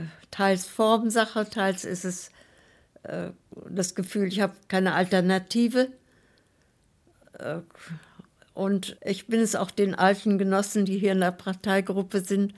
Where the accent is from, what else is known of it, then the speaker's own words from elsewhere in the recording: Austria; moved away as an adult; now in East Germany; dass die Privilegien, die wir hatten als Österreicher, dass das nicht gut war unter den Kollegen. Wir konnten immer nach Österreich fahren zum Urlaub und Berge steigen dort